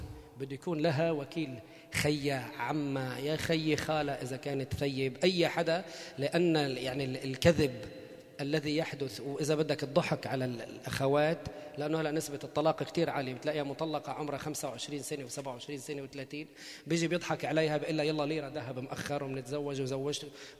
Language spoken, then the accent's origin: Arabic; Beirut, Beirut Governorate, Lebanon; لا نحن ببيروت اتجوز انا وياه. المهور المهور عندنا في بيروت يعني بنت بيروت